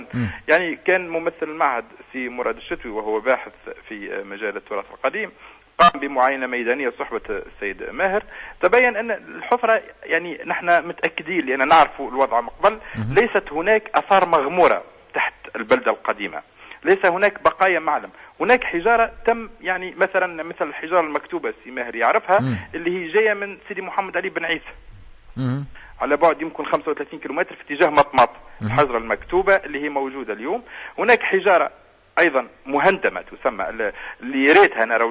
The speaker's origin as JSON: {"language": "Arabic", "country": "Tunisia", "said": "وإحنا كتونسيين"}